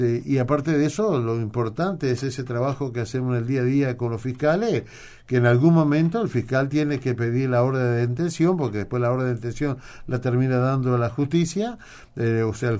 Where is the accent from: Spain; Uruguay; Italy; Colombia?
Uruguay; lo hacemos nosotros como uruguayos cuando decidimos ir a algún lugar